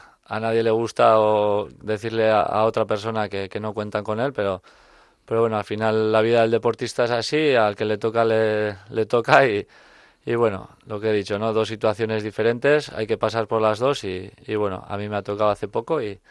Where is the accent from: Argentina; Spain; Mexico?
Spain; Urretxu, Basque Country; yo nací en Urretxu y bueno, la vida yo siempre he hecho en Urretxu y bueno, Zumárraga es lo que me pone ahora donde vivo